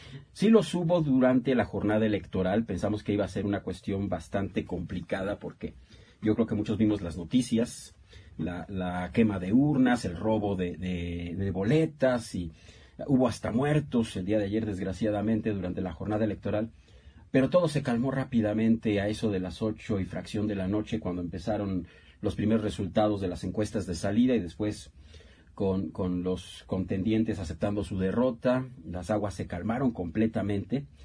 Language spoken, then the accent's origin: Spanish; Mexico; yo creo que es lo mejor que como mexicanos podemos hacer en este momento